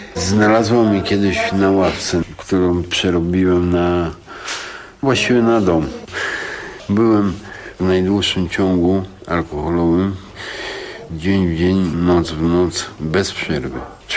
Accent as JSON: {"language": "Polish", "town": "Warsaw", "region": "Masovian Voivodeship", "country": "Poland", "said": "Jestem chłopakiem z Okęcia, z Ochoty, ze Śródmieścia."}